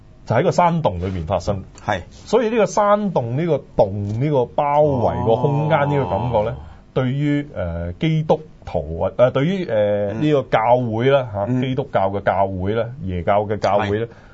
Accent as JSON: {"language": "Cantonese", "country": "China", "said": "就好似我哋中國人畫嗰啲卷軸呢，"}